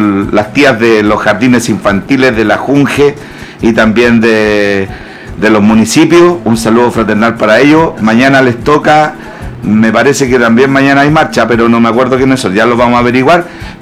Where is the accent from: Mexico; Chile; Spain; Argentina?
Chile; Somos todos chilenos